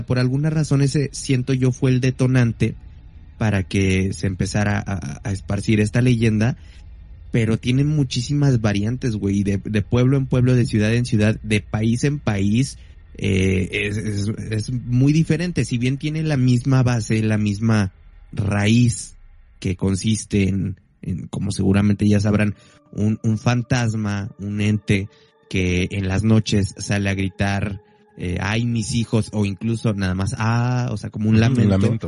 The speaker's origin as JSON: {"language": "Spanish", "country": "Mexico", "said": "Yo creo que como mexicano es una de las leyendas que con la que tuviste contacto, uh-huh, desde muy pequeña edad."}